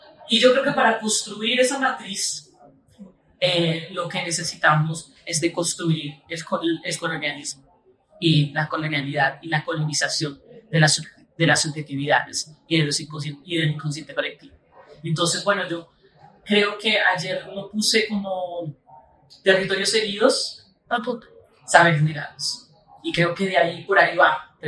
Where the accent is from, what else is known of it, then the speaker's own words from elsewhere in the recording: Colombia; moved away as an adult; now in Brazil; luego me voy a vivir a Brasil. Tuve que salir de Colombia por situación de seguridad, por mi trabajo en derechos humanos.